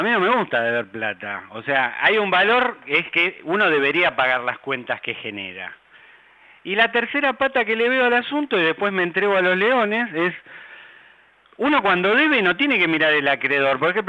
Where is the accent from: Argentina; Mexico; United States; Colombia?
Argentina; Ahora, como argentinos tenemos que hacernos cargo